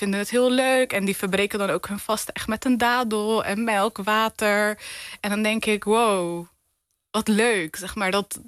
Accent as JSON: {"language": "Dutch", "town": "Rotterdam", "region": "South Holland", "country": "Netherlands", "tie": "born or raised there", "said": "Ik ben een echte Rotterdammer. Ik hou ook van Rotterdam. Mooiste stad van Nederland."}